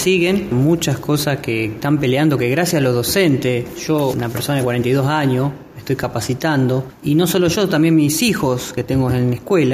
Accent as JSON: {"language": "Spanish", "region": "Corrientes", "country": "Argentina", "tie": "born there", "lives_now": "Rosario, Argentina", "said": "Yo soy nacido en Corrientes, pero vivo en Rosario."}